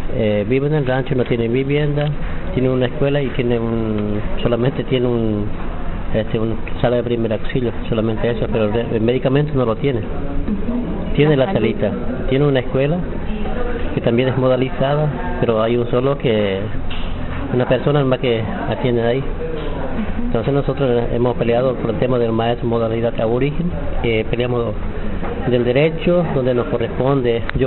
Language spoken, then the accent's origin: Spanish; Estanislao del Campo, Formosa, Argentina; yo soy de jurisdicción de Estanislaus del Campo, provincia de Formosa. Vivo en una comunidad